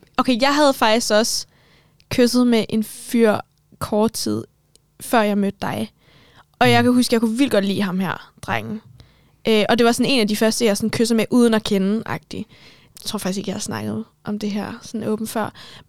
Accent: Capital Region of Denmark, Denmark; Jamen, jeg er opvokset på Bornholm, og de første 8 år af mit liv, der boede jeg hos min mor.

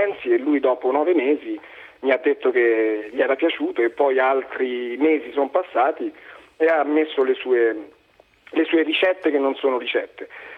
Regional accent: Vallinfreda, Lazio, Italy; una sera nel bar del mio paese che si chiama Alambrea in dialetto Vallinfreda chiacchieravamo

